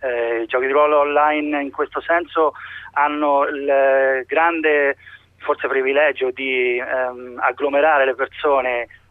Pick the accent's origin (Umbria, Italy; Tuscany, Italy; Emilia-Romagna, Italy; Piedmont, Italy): Umbria, Italy; Spoleto; io sono di Spoleto e ce ne sono almeno altri 4-5 di Spoleto in Umbria